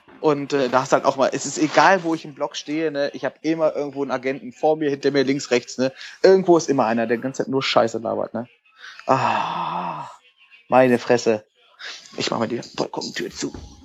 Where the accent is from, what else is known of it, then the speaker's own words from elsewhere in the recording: Hanover, Lower Saxony, Germany; born there; Nee, ich wohne in Langhagen. Bin geboren in Hannover.